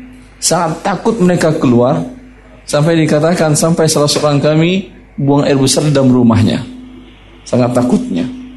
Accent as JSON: {"language": "Indonesian", "country": "Russia", "tie": "born or raised there", "said": "Di kampung saya di Rusia sampai 20 derajat di bawah 0, 25 sampai 30."}